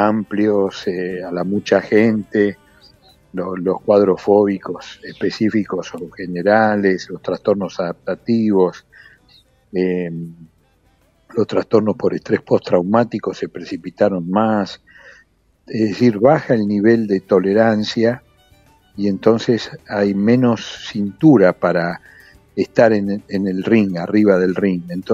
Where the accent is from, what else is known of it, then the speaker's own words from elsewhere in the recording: Buenos Aires, Argentina; born there; yo nací en Villa Soldatis, en el límite con Pompeya